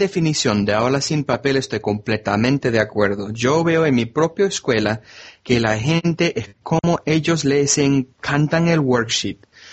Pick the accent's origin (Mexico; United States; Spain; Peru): United States; Miami, Florida; Spanish is a second language; Originalmente soy de Miami, del sur de Florida. Entonces yo crecí con mucha gente de la cultura hispana.